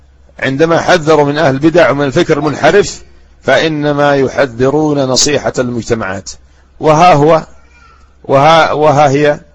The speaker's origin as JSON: {"language": "Arabic", "country": "Yemen", "said": "ها هم ولاة الأمور عندنا في اليمن"}